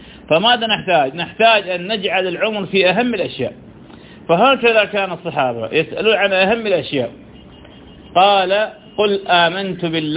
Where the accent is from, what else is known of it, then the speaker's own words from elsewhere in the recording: Ramadi, Al Anbar, Iraq; من كبار علماء انه عندنا بالرمادي